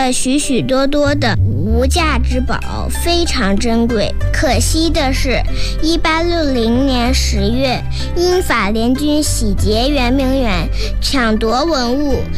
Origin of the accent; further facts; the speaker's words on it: Beijing, China; 来自北京市海淀区双榆树中心小学。2011年谷雨那天，我在北京出生，北京就是我的家乡。